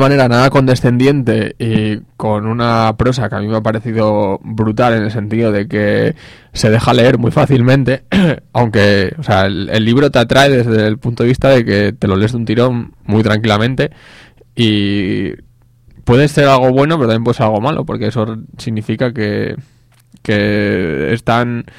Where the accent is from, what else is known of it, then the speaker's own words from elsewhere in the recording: Asturias, Spain; pues como españoles o asturianos, lo que sea.